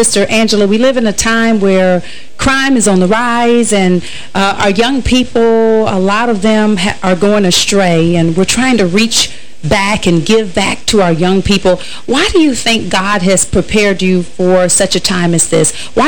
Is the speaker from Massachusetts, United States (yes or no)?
no; River Rouge, Michigan, United States; also born or lived in Detroit; now in Tennessee, United States; You know, I was born in Detroit. East side of Detroit, then we moved to River Rouge, Michigan, lived in the Downriver area.